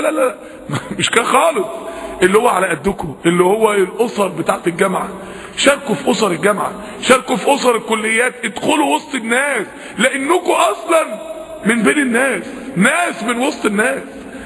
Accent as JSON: {"language": "Arabic", "country": "Egypt", "said": "احنا الاتنين مصريين واحنا الاتنين مسلمين"}